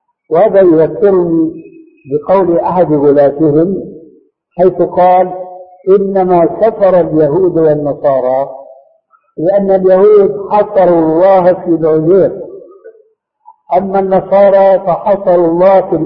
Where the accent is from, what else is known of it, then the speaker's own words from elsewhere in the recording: Syria; تلقفها بعض العامة عندنا في سوريا